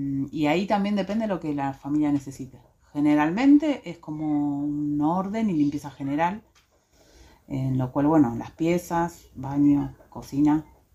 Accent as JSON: {"language": "Spanish", "town": "San Antonio de Areco", "region": "Buenos Aires Province", "country": "Argentina", "lives_now": "Ciudad Parque, Argentina", "said": "Vengo de un pueblito de Buenos Aires, San Antonio de Areco."}